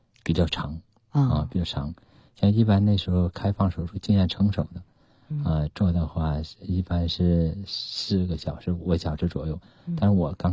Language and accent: Chinese; Anshan, Liaoning, China; 我父母都是工程师，在鞍山，叫鞍钢，它有个矿区。